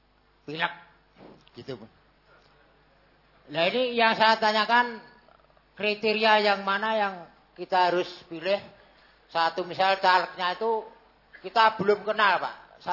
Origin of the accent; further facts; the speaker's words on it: Bojonegoro, East Java, Indonesia; Karena daerah saya perbatasan antara Jawa Tengah dan Jawa Timur.